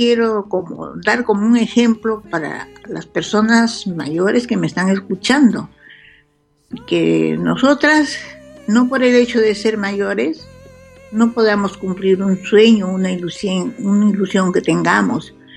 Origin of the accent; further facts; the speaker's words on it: Barranco, Lima, Peru; hay muchos cantantes y muchos escritores, poetas y todo, que han nacido en Barranco, mi ciudad natal